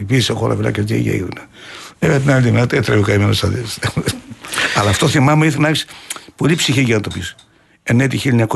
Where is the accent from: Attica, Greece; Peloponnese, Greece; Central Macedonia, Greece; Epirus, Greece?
Central Macedonia, Greece; Doumpia; γιατί το χωριό μου βγάζει ένα καταπληκτικό νερό, τα Δουμπιά